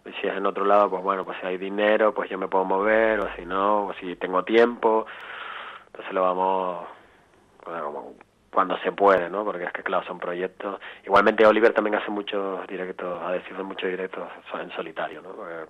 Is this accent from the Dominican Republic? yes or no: no; Puerto de la Cruz, Canary Islands, Spain; now in Barcelona, Spain; yo soy del Puerto de la Cruz